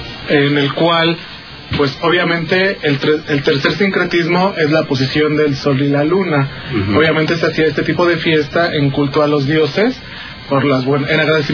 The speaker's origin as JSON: {"language": "Spanish", "town": "San Juan de Aragón", "region": "Mexico City", "country": "Mexico", "said": "venimos del pueblo de San Juan de Aragón."}